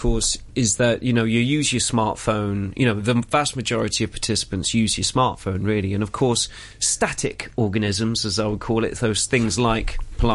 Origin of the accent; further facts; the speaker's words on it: South West England, United Kingdom; accent: Cornish; I sounded quite Cornish then, didn't I? Hello, belong here. My accent's coming out.